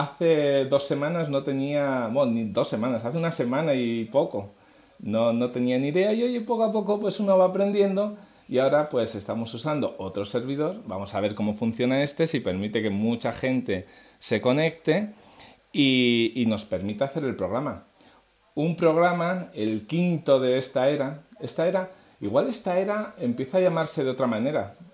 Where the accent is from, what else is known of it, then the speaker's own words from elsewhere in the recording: Asturias, Spain; Yo como soy asturiano, pues se me da bien, porque puedo decirles vecines sin ningún problema.